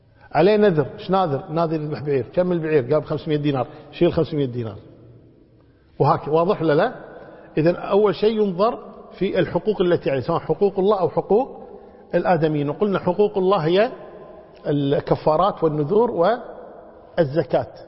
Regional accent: Kuwait; يمكن حنا عندنا بالكويت نعمل الحمد لله

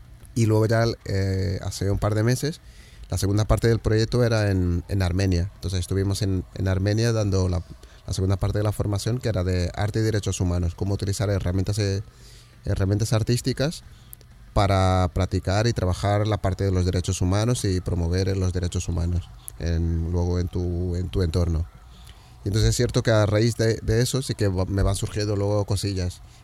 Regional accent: Lisbon, Portugal; Spanish is a second language; also born or lived in Cape Verde; yo vivía en Lisboa. Es verdad que no soy un portugués al uso tampoco, por la parte esta de migración. Claro, yo en realidad nací en Cabo Verde. Parte de mi familia es africana.

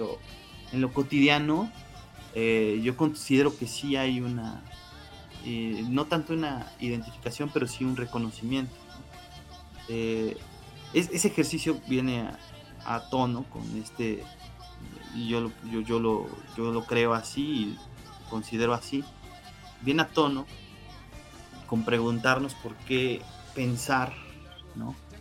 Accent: Mexico; Y al parecer todos sabemos que somos mexicanos, ¿no? No solamente por que nacimos en México

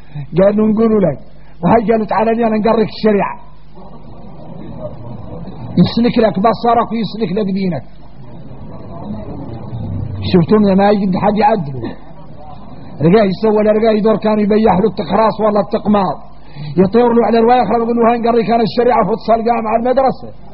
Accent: Mauritania; احنا موريتاني من العاري ثم العار

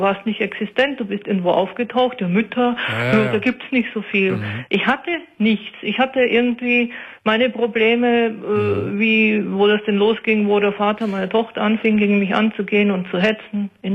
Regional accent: North Germany, Germany; weil ich bin ja aus Norddeutschland runtergezogen. Das heißt, meine ganzen Freunde waren in Norddeutschland

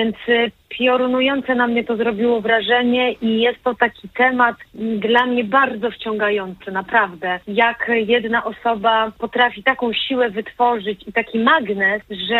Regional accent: Lower Silesian Voivodeship, Poland; Ja pochodzę z Dolnego Śląska i to jest, opowiadałam zresztą na próbie, że to jest takie miejsce, że tam dużo takich rzeczy było, nie wiem jak teraz.

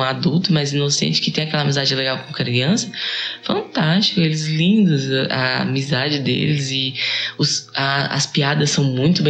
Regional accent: Gama, Federal District, Brazil; Gama, é porque a gente é do Gama, gente.

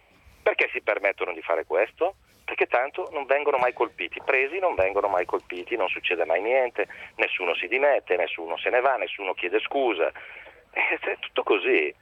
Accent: Brescia, Lombardy, Italy; io sono di Brescia, ho giocato nel Brescia 14 anni.

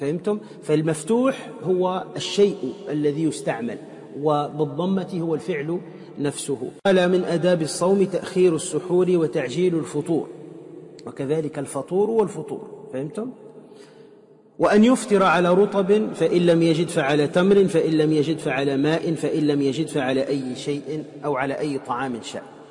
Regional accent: Tunisia; وأنا أعلم في مدينتي في تونس

